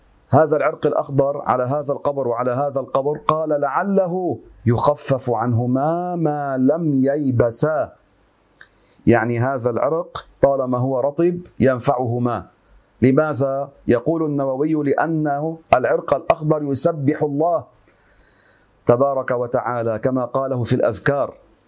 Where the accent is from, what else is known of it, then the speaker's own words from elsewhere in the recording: Beqaa, Lebanon; هذه حصلت عندنا في لبنان في البقاع